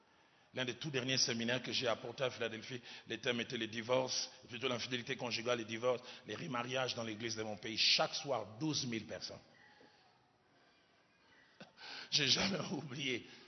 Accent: Kinshasa, DR Congo; Chez moi, à Kinshasa, il y a beaucoup de maisons achevées.

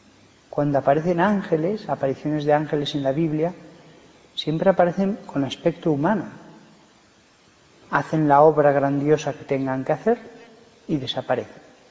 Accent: Barbastro, Aragon, Spain; born there; pero es de Barbastro, que es de donde yo nací

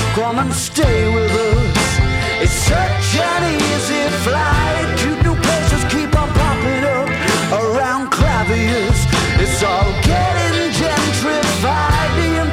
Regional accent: Minas Gerais, Brazil; Não, eu sou mineiro, eu falo seis.

